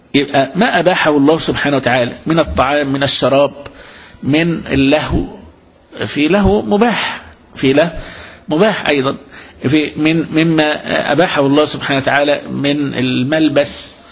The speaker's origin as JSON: {"language": "Arabic", "country": "Egypt", "said": "احنا عندنا في مصر هنا"}